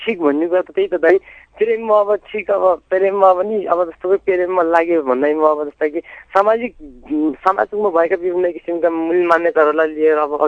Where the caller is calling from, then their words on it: Khara, Karnali Province, Nepal; Rukum खाराबाट